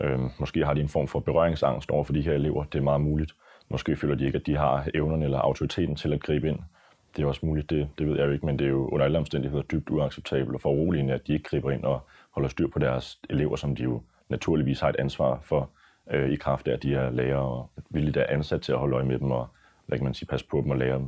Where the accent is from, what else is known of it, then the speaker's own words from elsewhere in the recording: Helsingør, Capital Region of Denmark, Denmark; Jeg har godt nok oplevet mange, meget gennem min ungdom i Helsingør.